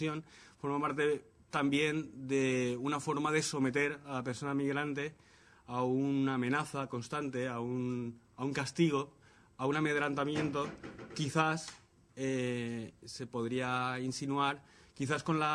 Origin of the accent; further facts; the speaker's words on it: Valencia, Valencian Community, Spain; Recuerdo perfectamente movilizaciones en la ciudad de donde yo vengo, en Valencia